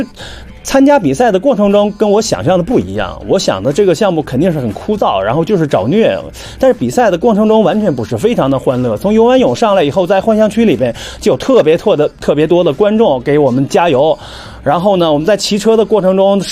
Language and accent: Chinese; China; 反正目前为止，我们中国人还没有一个进9小时的